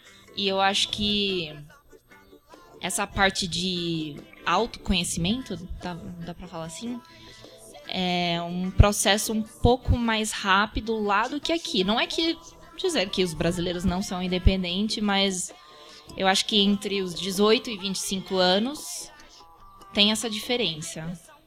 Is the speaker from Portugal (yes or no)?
no; United States; Morei minha vida inteira lá